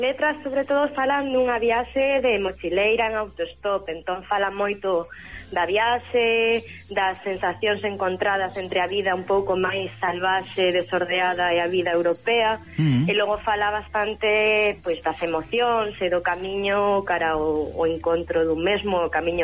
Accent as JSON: {"language": "Galician", "town": "Vigo", "region": "Galicia", "country": "Spain", "tie": "born or raised there", "also_born_or_lived": "Barcelona", "said": "eu son de Vigo, natural de Vigo, pero bueno, a miña vida foi por varios derroteiros. De feito, vivín en Barcelona."}